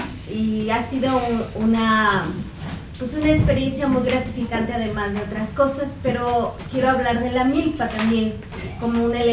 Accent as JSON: {"language": "Spanish", "region": "Oaxaca", "country": "Mexico", "said": "como los que venimos de Oaxaca, al menos de la zona de Los Valles, nos dimos cuenta que la milpa no se dio"}